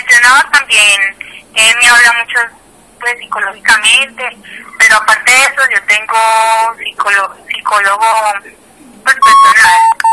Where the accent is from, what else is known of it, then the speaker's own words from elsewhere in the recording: Medellín, Antioquia, Colombia; No, no, yo soy de Medellín. Entonces, no, ellas están allá.